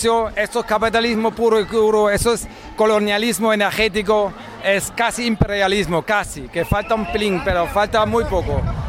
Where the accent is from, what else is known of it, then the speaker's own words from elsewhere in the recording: Órgiva, Andalusia, Spain; de Órgiva